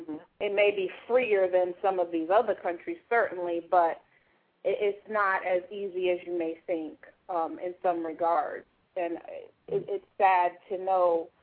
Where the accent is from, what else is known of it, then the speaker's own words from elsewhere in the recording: United States; there are some unfortunate truths that me as an American have to accept